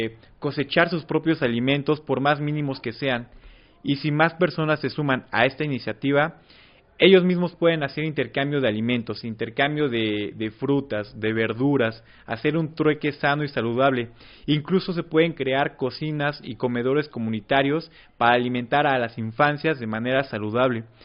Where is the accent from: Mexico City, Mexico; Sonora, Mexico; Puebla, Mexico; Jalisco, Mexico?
Puebla, Mexico; vengo de la ciudad de Puebla, del colectivo Huitzil Urbano.